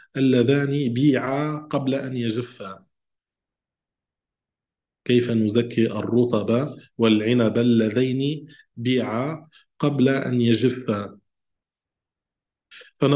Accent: Tunisia; نحن عندنا في تونس نملح الزيتون

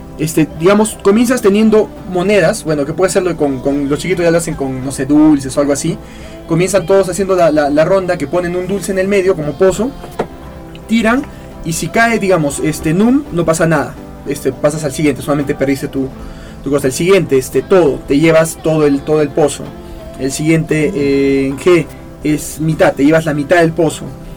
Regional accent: Cuajone, Moquegua, Peru; yo crecí en Cuajone, en el campamento de la Sauder.

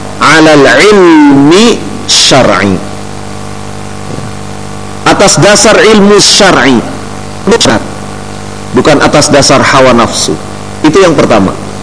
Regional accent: Cirebon, West Java, Indonesia; Walaupun dari Solo, tapi aslinya saya dari Cirebon.

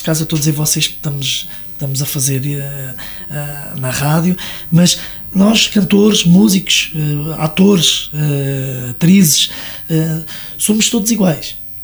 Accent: Leiria, Portugal; tenho em Leiria, que é a minha terra.

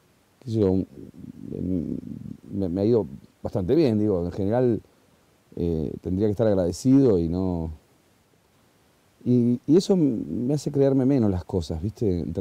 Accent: Argentina; además soy argentino

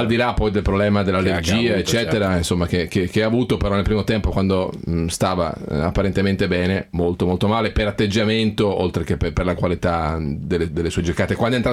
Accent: Ferrara, Emilia-Romagna, Italy; perché io sono di Ferrara

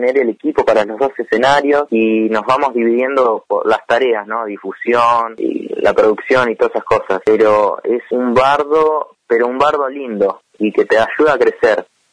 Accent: Bariloche, Río Negro, Argentina; Yo soy pianista, compositor de Bariloche acá, y acá tengo 21 años.

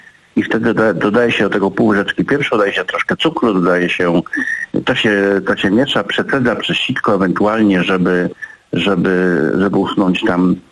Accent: Lublin Voivodeship, Poland; tak się tutaj mówi na gdzie są Bieszczady, w górach, u nas na Lubelszczyźnie mówi się kwasówka.

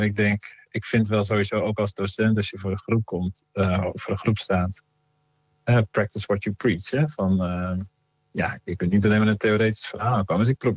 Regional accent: Veenendaal, Utrecht, Netherlands; Ik groeide op met die muziek vooral van … Dat was een beroemdheid in Veenendaal, waar ik opgroeide.

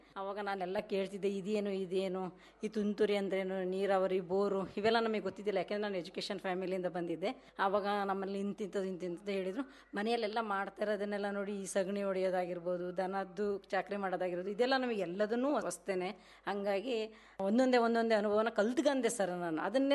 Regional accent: Shivamogga, Karnataka, India; ನಮ್ಮ ತಂದೆ ಅವರು ಮಾಸ್ಟ್ರು, ಮೂಲತಃ ನಾವು ಶಿವಮೊಗ್ಗದವರು. ನಂದು ವಿದ್ಯಾಭ್ಯಾಸ ಬಂದು BA BEd ಆಗಿತ್ತು.

